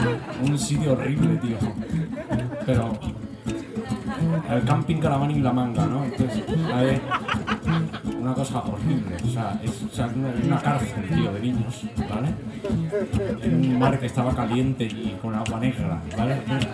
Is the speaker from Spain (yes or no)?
yes; Madrid, Community of Madrid, Spain; que soy de Madrid